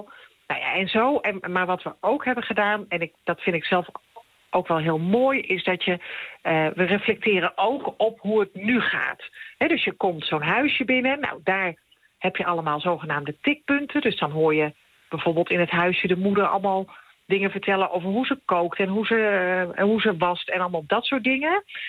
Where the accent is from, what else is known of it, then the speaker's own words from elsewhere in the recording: Utrecht, Netherlands; Nee, ik kom wel uit Utrecht